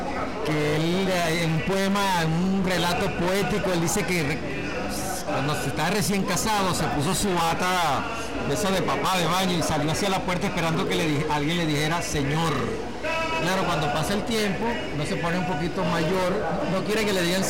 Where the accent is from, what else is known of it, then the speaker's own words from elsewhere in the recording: El Tigre, Anzoátegui, Venezuela; cuando yo voy a mi pueblo, al Tigre, él tiene un cielo muy particular.